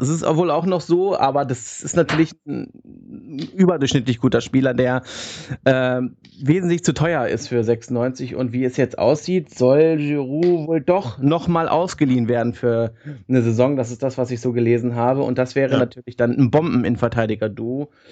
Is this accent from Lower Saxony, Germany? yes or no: yes; Hanover, Lower Saxony, Germany; Ich als Hannoveraner würde mir, glaube ich, schon wünschen, dass der Junge nach Hannover kommt